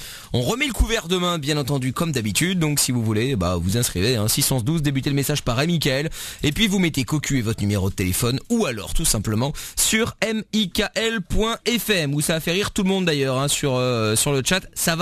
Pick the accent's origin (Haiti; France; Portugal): Portugal; En même temps, je suis portugais, tu n'es pas africaine, tu vois.